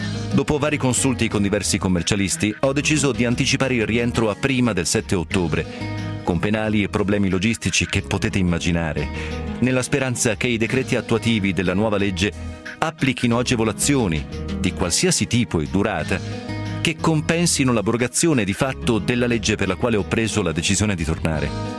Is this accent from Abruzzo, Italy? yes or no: no; Marche, Italy; innamorato e orgoglioso come sono dell'Italia, ho gettato le basi per aprire delle case vacanze nelle bellissime Marche, mia regione nativa.